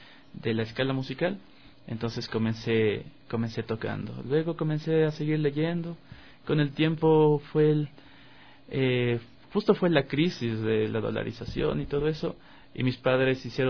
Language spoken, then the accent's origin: Spanish; Quito, Pichincha, Ecuador; born there; nací en Quito. Vengo de una familia que no son músicos, pero sí han estado vinculados un poco con el arte.